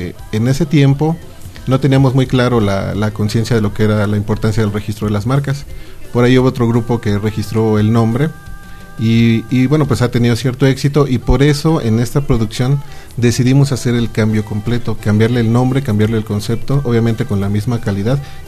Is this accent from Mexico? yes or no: yes; Chalco, State of Mexico, Mexico; Venimos de Chalco, Estado de México, la hermana república de Chalco.